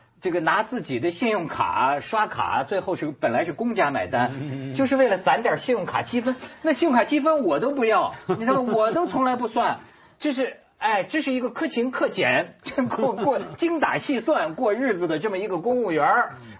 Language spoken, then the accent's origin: Chinese; China; 就是我作为一个大陆人，尤其我一说大家都有同感